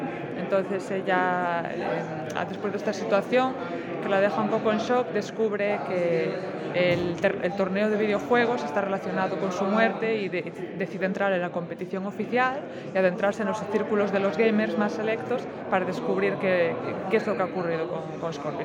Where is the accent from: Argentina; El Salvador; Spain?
Spain; Castilla-La Mancha; De la parte de Albacete que está más para arriba.